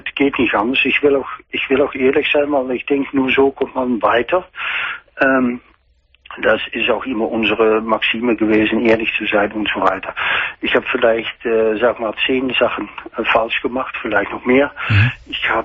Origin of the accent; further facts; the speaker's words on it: Netherlands; German is a second language; Ich bin Niederländer.